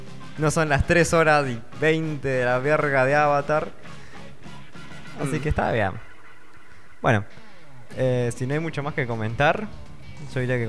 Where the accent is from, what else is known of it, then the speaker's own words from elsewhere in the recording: Argentina; soy de Argentina y estoy re lejos